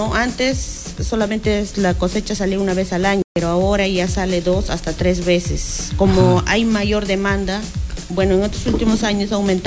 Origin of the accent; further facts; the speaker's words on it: Cochas Chico, Junín, Peru; Este es el pueblo de donde yo vengo, que es Cochas Chico, y eso queda por el tambo